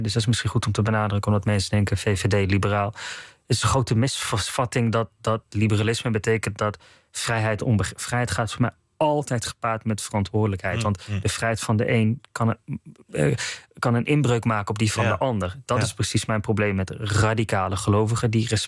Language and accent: Dutch; North Brabant, Netherlands; Ik ben tot 2002 opgegroeid in Brabant. Het katholieke zuiden.